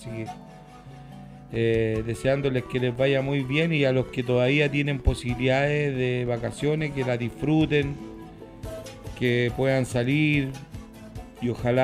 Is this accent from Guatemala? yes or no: no; Chile; nosotros como chilenos tenemos que estar preparados